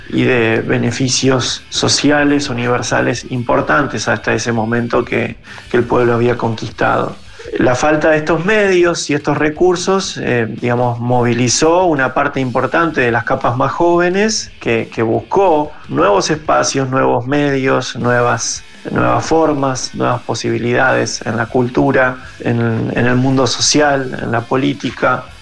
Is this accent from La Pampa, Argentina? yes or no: no; Zárate, Buenos Aires Province, Argentina; Soy de Zárate, se puede decir que de la zona norte de la provincia de Buenos Aires.